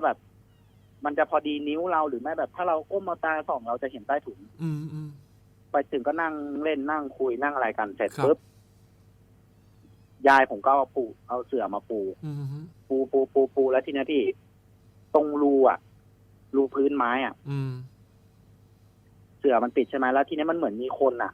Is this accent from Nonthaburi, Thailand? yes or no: yes; Nonthaburi, Thailand; ผมต้องย้อนกลับไปตอนที่ผมเป็นเด็กครับพี่อายุประมาณสัก11 12เนี่ยแหละก็คือผมบ้านอยู่นนทบุรีใช่ไหมครับ